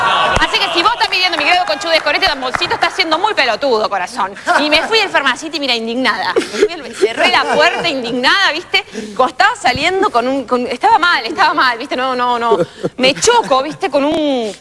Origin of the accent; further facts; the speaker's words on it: Frías, Santiago del Estero, Argentina; born there; Yo nací en Frías, en Santiago del Estero, por accidente.